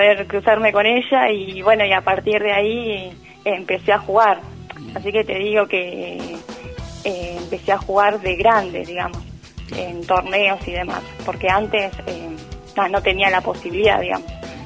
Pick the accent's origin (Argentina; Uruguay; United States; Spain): Argentina; Pichi Huinca, La Pampa; moved away as an adult; now in Santa Rosa, Argentina; Yo tengo 26 años, sí. Soy de Pichihuinca.